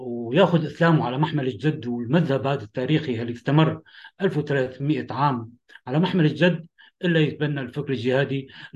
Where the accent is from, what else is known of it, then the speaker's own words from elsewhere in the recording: Damascus, Damascus Governorate, Syria; أنا من سوريا، من دمشق، سجنت فترة طويلة